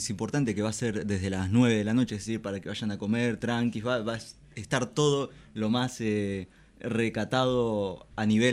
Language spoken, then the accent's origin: Spanish; Chubut, Argentina; now in La Plata, Argentina; Sí, yo soy de Chubut.